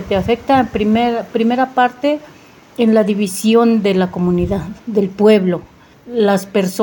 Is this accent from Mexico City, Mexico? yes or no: no; Acatepec, Guerrero, Mexico; Bueno, yo soy del pueblo de Acatepec, de la comunidad de Plan de San Miguel.